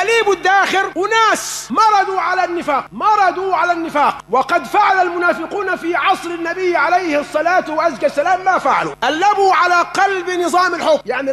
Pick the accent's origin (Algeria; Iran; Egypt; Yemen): Egypt; وما حدث عندنا في مصر كان من داخل مصر ومن خارج مصر